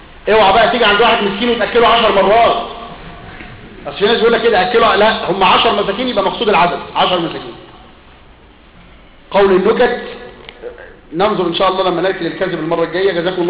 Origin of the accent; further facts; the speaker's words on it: Upper Egypt, Egypt; أنا من الصعيد ولا توجد هناك قبور شرعية